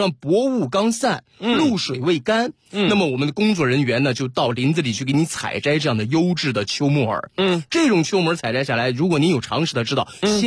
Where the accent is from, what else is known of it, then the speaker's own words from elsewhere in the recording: Northeast China, China; 我作为一个东北人也是不断的把家乡的好东西带给大家，